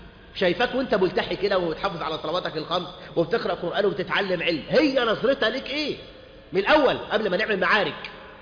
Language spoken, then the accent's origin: Arabic; Egypt; خاصة عندنا في مصر هنا